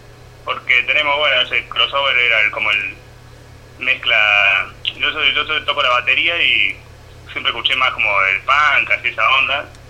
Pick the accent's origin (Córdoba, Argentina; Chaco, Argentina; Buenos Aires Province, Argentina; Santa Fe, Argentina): Córdoba, Argentina; Las Rosas; Nosotros somos de acá, de Las Rosas.